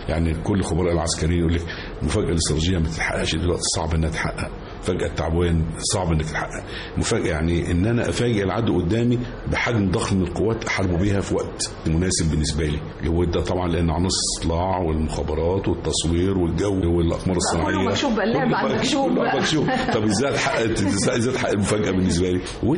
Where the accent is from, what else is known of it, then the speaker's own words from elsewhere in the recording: Port Said, Port Said Governorate, Egypt; فلما تهجر من بورسعيد ورحنا عندنا في المنصورة ساحة عند أهله وكده، لكن البيتي بيتي